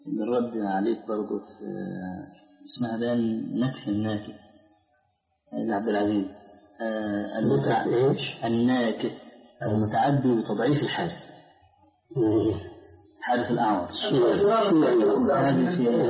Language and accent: Arabic; Egypt; طلعت حديثا عندنا في مصر